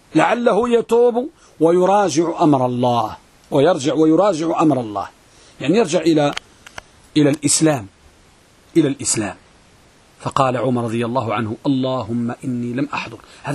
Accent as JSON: {"language": "Arabic", "country": "Morocco", "said": "احنا عندنا في المغرب كنقولوا الحديث ملقم،"}